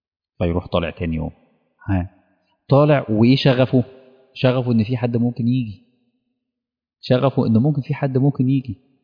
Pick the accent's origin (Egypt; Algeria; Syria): Egypt; بتشوفوا الحاجات دي موجودة في عندنا في مصر